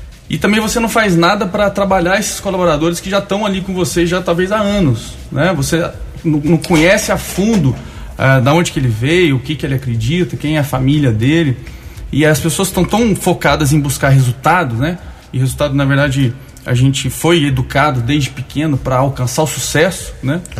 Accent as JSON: {"language": "Portuguese", "town": "Guaxupé", "region": "Minas Gerais", "country": "Brazil", "also_born_or_lived": "Campinas", "said": "que eu venho de lá, morei 20 anos em Campinas, sou de Guaxupé, mas morei em Campinas"}